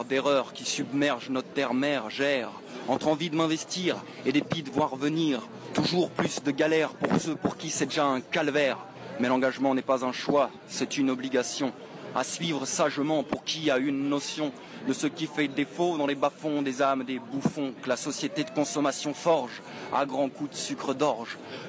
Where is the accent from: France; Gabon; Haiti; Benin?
France; Auvergne-Rhône-Alpes; Alors, je viens d'Ardèche